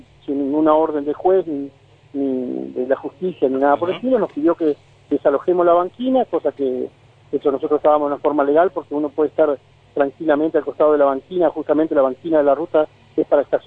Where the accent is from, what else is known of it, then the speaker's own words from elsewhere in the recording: Concepción del Uruguay, Entre Ríos, Argentina; yo soy de Concepción del Uruguay, que está